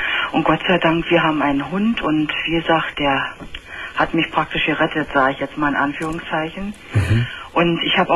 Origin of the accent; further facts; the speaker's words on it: Berlin, Germany; Also man kann sagen, ich komme aus Berlin